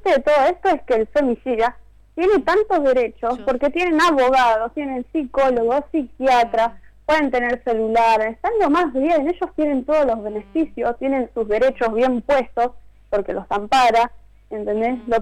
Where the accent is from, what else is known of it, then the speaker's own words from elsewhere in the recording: Isidro Casanova, Buenos Aires Province, Argentina; Nosotros somos de acá, de Isidro Casanova, La Matanza.